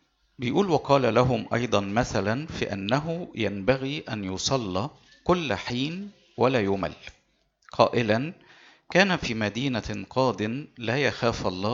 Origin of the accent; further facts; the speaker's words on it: Egypt; مشكلتنا في المجتمع المسيحي عندنا في مصر هنا